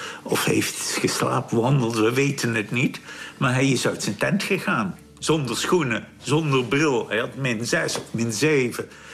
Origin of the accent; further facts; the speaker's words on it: Leeuwarden, Friesland, Netherlands; born there; journalist. Ik ben geboren in Leeuwarden in 1931.